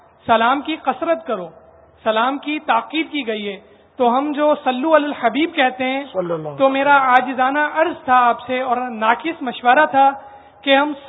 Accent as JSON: {"language": "Urdu", "town": "Khairpur", "region": "Sindh", "country": "Pakistan", "said": "میں خیرپور سندھ سے آیا ہوں."}